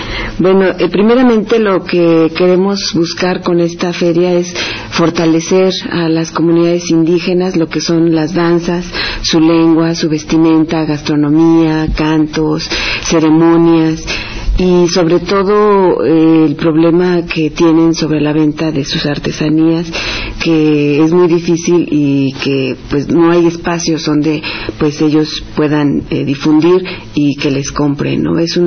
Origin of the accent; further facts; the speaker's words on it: Puebla, Mexico; Yo soy de la Ciudad Norte de Puebla.